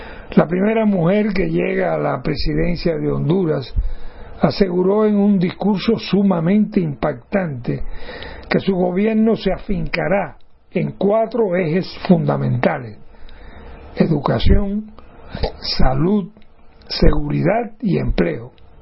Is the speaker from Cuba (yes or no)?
yes; Cuba; Soy el periodista cubano